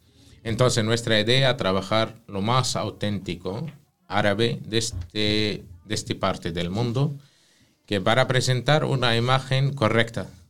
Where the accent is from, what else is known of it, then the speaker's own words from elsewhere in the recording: north, Palestine; Spanish is a second language; En el norte son conocidos o famosos, aceite de oliva y carnes. Que por ejemplo en mi ciudad de origen viene el kebbe crudo.